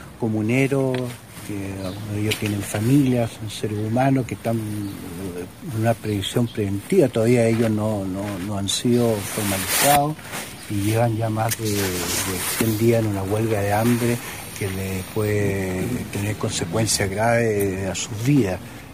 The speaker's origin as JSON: {"language": "Spanish", "country": "Chile", "said": "como cualquier chileno bien nacido"}